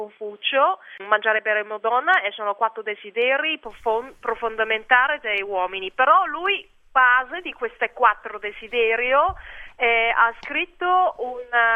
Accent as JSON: {"language": "Italian", "country": "Hong Kong", "second_language": "Italian", "moved": "as an adult", "lives_now": "Italy", "said": "io vengo da Hong Kong, sono venuta in Italia quando avevo 26 anni, in 2006."}